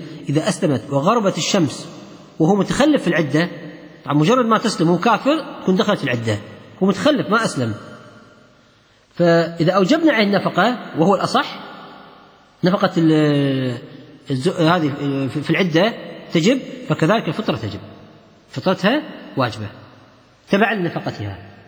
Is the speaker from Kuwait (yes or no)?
yes; Kuwait; كان في شخص عندنا في الكويت